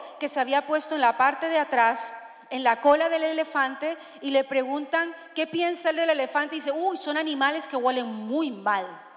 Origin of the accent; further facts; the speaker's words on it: Colombia; now in Spain; yo soy una colombiana rara, yo no sé cocinar platos típicos de Colombia